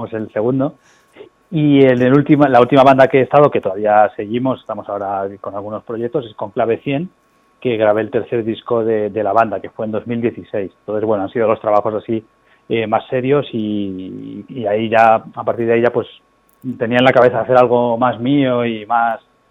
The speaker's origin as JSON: {"language": "Spanish", "town": "Seville", "region": "Andalusia", "country": "Spain", "lives_now": "Madrid, Spain", "said": "Soy sevillano, sí. Yo vivo en Vallecas ahora hace mucho tiempo, pero yo nací en Sevilla"}